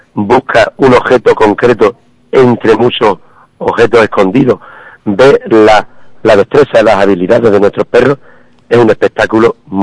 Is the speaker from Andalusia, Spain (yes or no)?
yes; Ubrique, Andalusia, Spain; Pero es que soy ubriqueño. Ubriqueño ya viejo. Dándome Dios si quiere, que tengo 58 años. Pero ubriqueño de toda la vida, cuando he vivido en el extranjero, me ha dolido mi pueblo siempre.